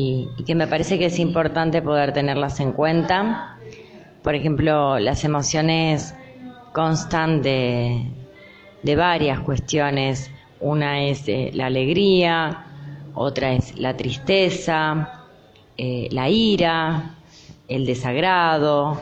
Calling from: Lanús, Buenos Aires Province, Argentina; de Lanús.

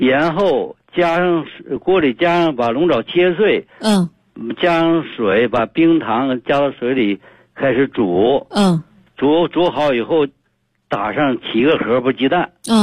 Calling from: Daqing, Heilongjiang, China; 我是大庆的。

